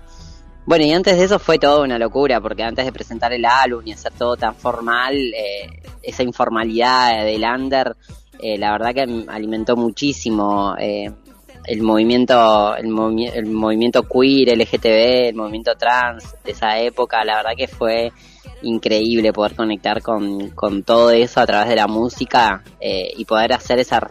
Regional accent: Argentina; moved away as an adult; Lo que nos pasa a nosotros los argentines.

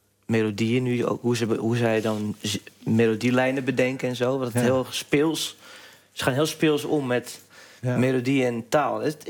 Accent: North Holland, Netherlands; En ik kom uit West-Friesland. En ik vind dat geen mooie taal.

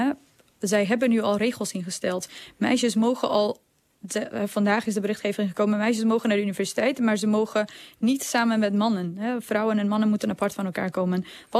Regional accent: Afghanistan; Wij als Afghanen staan met z'n allen op.

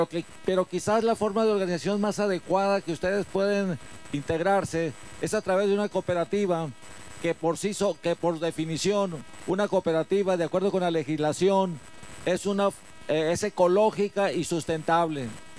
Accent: Hermosillo, Sonora, Mexico; yo soy de Hermosillo, estoy ahí trabajando

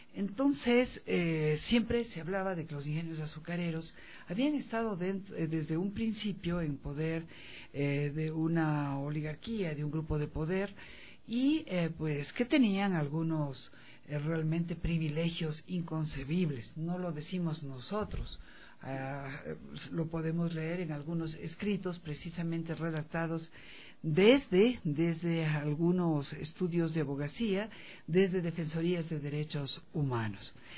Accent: Ecuador; jamás debemos olvidar nosotros como pueblo ecuatoriano

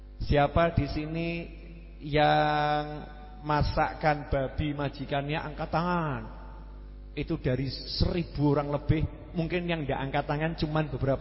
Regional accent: Surakarta, Central Java, Indonesia; born there; Syukur lahir jadi wong Solo. Ya, saya bilang syukur lahir jadi orang Solo, lahir di Indonesia.

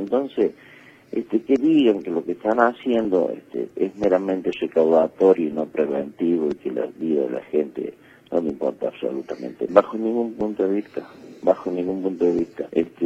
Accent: Argentina; Desgraciadamente, así somos los argentinos.

